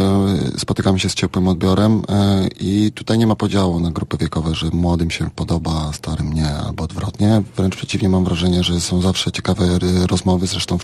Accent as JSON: {"language": "Polish", "town": "Nysa", "region": "Opole Voivodeship", "country": "Poland", "tie": "born or raised there", "said": "Nysa, to jest województwo polskie, jest bardzo specyficzne miejsce."}